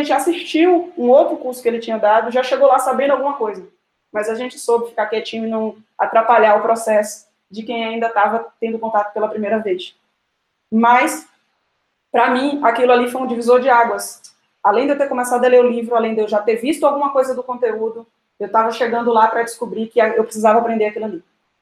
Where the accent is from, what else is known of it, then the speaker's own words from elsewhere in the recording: Salvador, Bahia, Brazil; E a gente é de Salvador, então pense na fome com a vontade de comer.